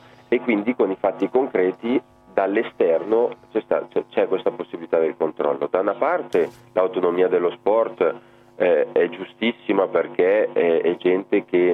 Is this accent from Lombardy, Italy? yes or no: yes; Lombardy, Italy; essendo brianzolo anch'io, anche le battute in dialetto tante volte si fanno